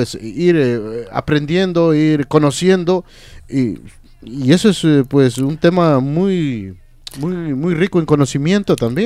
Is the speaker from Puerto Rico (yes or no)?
no; Ecuador; Yo soy de Ecuador, pues tengo que a los sanjuanitos o qué sé yo, al folclore.